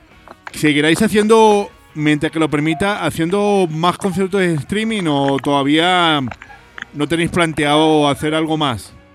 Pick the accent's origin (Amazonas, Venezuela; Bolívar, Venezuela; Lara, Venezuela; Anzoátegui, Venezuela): Lara, Venezuela; Barquisimeto; para mí, como guaro que soy, pues es un placer hablar con una banda de mi tierra y que es representante del ska venezolano y del ska barquisimetano